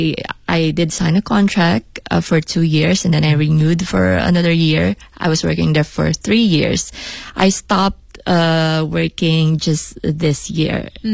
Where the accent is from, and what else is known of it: Philippines; now in Beijing, China